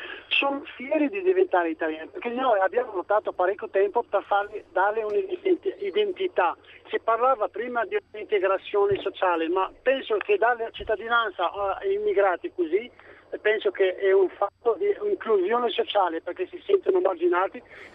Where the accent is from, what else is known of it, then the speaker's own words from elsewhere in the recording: Morocco; now in Italy; io sono 25 anni che vivo in Italia